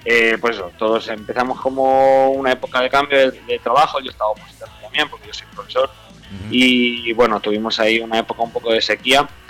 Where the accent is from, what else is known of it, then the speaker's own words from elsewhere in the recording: Manises, Valencian Community, Spain; nosotros somos los de Manises, excepción de Alex, que es el bajista. Somos la que de Manises